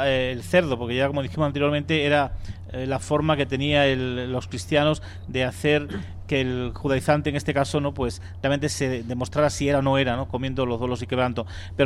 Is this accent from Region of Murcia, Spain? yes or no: no; Extremadura, Spain; Yo siempre escuché en mi tierra, en Extremadura, a mis padres y a mis abuelos decir